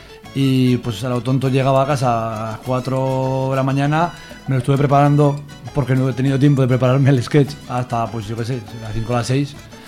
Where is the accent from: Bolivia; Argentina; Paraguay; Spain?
Spain; Zuera, Aragon; Yo soy de Zuera